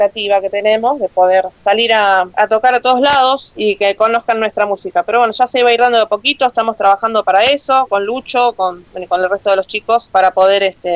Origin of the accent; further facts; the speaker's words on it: Buenos Aires, Argentina; ya saben que somos de acá de Argentina, de zona oeste.